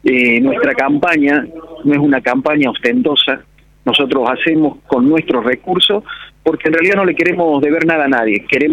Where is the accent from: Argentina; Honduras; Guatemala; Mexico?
Argentina; Villa Allende, Córdoba; somos todos de Villa Allende, tenemos todo el derecho